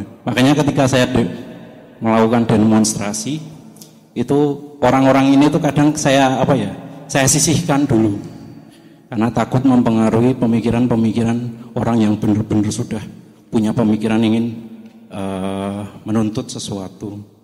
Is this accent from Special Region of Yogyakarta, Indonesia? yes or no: yes; Bantul, Special Region of Yogyakarta, Indonesia; now in Sleman, Indonesia; saya dari Bantul, tapi kebetulan domisili di Sleman.